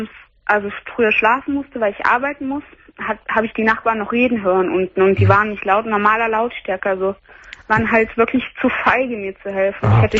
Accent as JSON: {"language": "German", "country": "Brazil", "said": "Ja, hat mich gefragt, welche Staatsangehörigkeit ich bin. Ich bin Brasilianerin."}